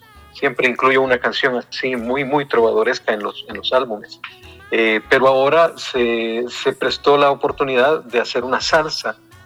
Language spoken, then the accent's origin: Spanish; Cojutepeque, Cuscatlán, El Salvador; Yo soy de un pueblo en el centro del Salvador que se llama Cojutepeque, que significa el Cerro de los Coyotes.